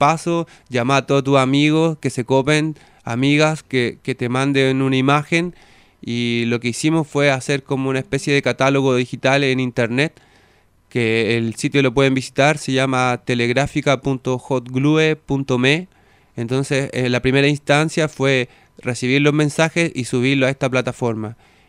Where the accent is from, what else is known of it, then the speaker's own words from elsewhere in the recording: Chile; y yo soy de Chile.